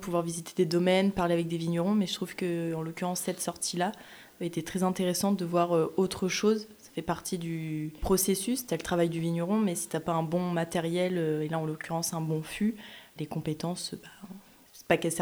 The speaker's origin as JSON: {"language": "French", "town": "Loches", "region": "Centre-Val de Loire", "country": "France", "said": "je viens de Loche."}